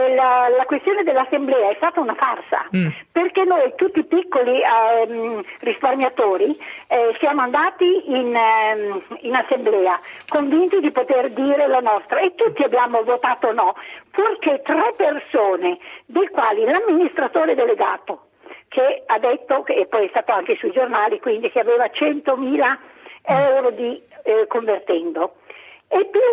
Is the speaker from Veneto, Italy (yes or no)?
no; Milan, Lombardy, Italy; io vivo a Milano, sono una milanese